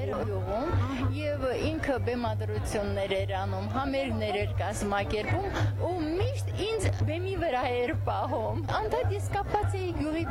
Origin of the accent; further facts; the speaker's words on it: Vanguyugh, Armenia; born there; Ծնունդով Վանգյուղից եմ